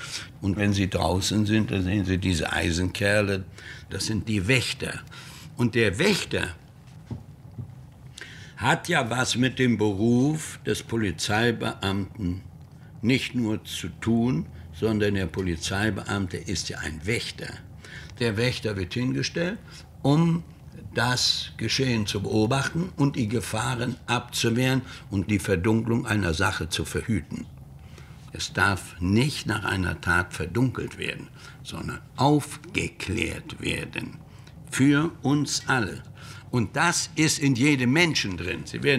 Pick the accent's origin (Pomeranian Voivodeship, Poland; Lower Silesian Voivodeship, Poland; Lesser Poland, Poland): Pomeranian Voivodeship, Poland; Malbork; das ist meine Heimat, Marienburg, ist weg. Und dann war ich richtig traurig, wo ich sehe, die alte, schöne Marienburg.